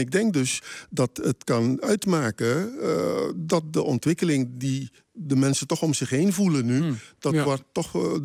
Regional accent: Curaçao; also born or lived in Suriname; Ik ben geboren op Curaçao. Mijn moeder is van Curaçao. En mijn vader is van Surinaamse afkomst.

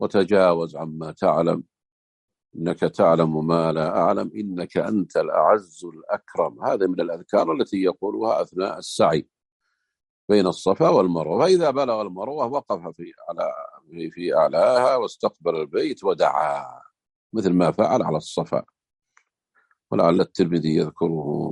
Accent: Saudi Arabia; احنا في بعض الجهات عندنا في السعودية هنا

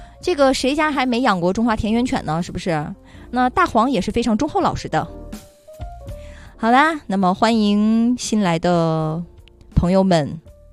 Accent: Northeast China, China; 或者说像我一样是一个东北长大的孩子，那么对于冬天对于冰雪的记忆一定会特别特别的深刻

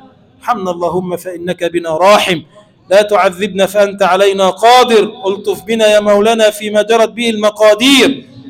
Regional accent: Egypt; اللهم اجعل بلدنا مصر بلدا آمنا مطمئنا سخاء رخاء، وسائر بلاد المسلمين.

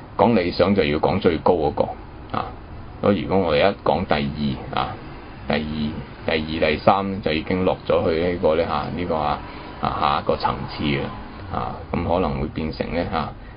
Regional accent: China; 但是我們中國人呢就呢英雄呢其實就沒有那麼高級的更加高的程度的呢就是聖賢

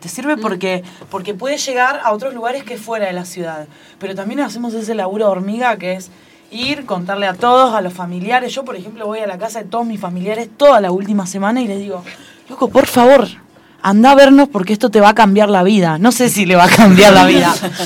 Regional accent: Los Hornos, Buenos Aires Province, Argentina; born there; muchos de nosotros nacimos en Los Hornos

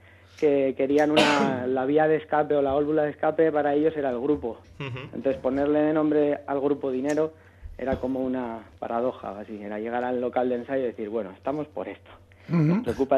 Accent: Bilbao, Basque Country, Spain; now in Madrid, Spain

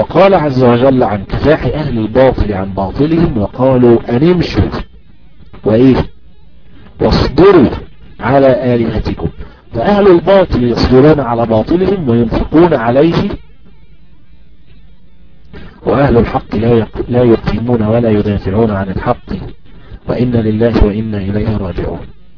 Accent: Egypt; فمثلا عندنا في مصر الأهرامات الثلاثة، مثلا عندنا في مصر نهر النيل

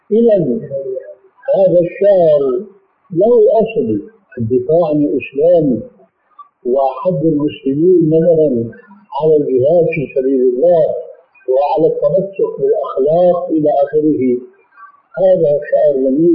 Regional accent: Syria; أول ما شاهدناه عندنا في سوريا

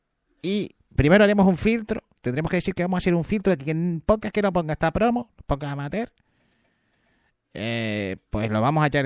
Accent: Canary Islands, Spain; Es que nosotros somos canarios, ¿eh?

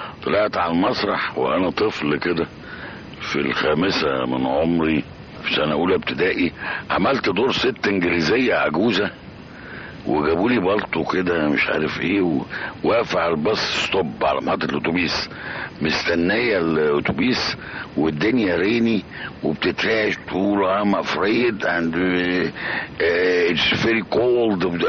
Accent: Giza, Giza Governorate, Egypt; أنا من حواري الجيزة، وبالتالي من حواري الأمة العربية.

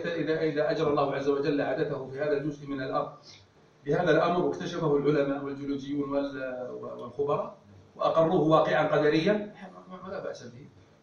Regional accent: Najd, Saudi Arabia; بمعنى أن عندنا في نجد نجم يقال له الوسمي

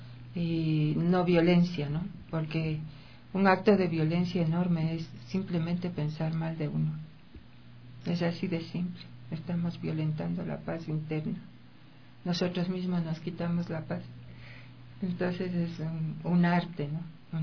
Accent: Ecuador; Nosotros como ecuatorianos tenemos muchas virtualidades.

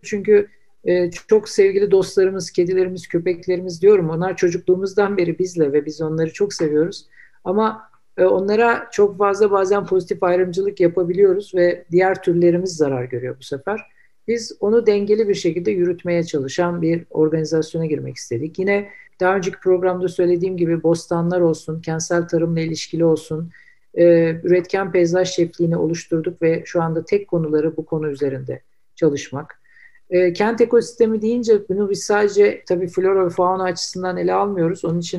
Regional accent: Istanbul, Turkey; İstanbul bu konuda çok zengin ve ben İstanbullular olarak bunun gerçekten farkında

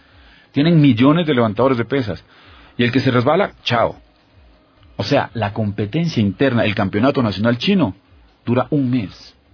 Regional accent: Ecuador; la mentalidad del ecuatoriano. O sea, ya yo soy campeón ecuatoriano

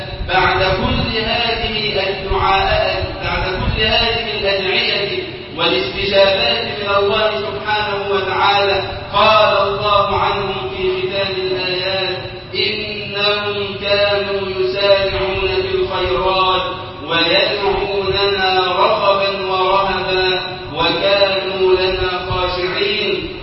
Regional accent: Egypt

